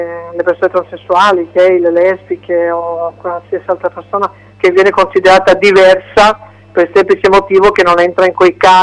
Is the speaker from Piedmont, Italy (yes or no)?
yes; Turin, Piedmont, Italy; Torino, io parlo Torino perché sono di Torino